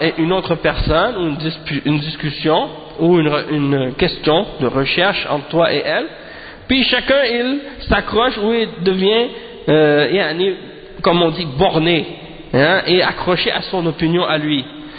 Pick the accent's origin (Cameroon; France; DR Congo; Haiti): Haiti; moi, je suis haïtien